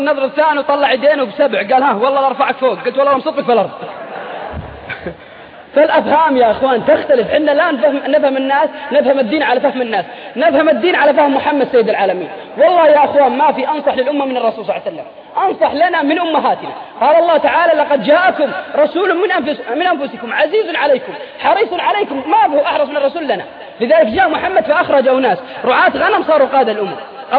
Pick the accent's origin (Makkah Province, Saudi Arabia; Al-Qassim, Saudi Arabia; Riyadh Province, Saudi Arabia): Al-Qassim, Saudi Arabia; عندنا في القصيم انا رايت بعيني،